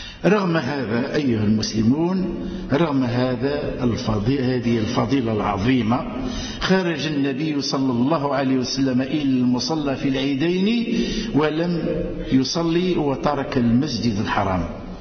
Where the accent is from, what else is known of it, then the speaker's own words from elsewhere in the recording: Algeria; نرفع أكف الدعاء إلى أدي زنزل الأمن والهنا في بلادنا الجزائرية